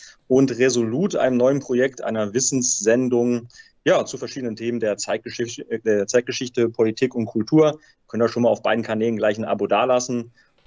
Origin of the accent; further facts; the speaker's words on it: Germany; warum ich als Deutscher, als Nationaler und als Völkerfreund auf der Seite der Ukraine stehe